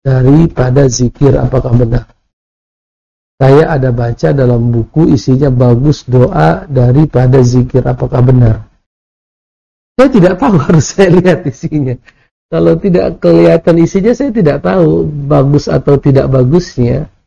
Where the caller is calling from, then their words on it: Payakumbuh, West Sumatra, Indonesia; Saya dari Payakumbuh mau bertanya.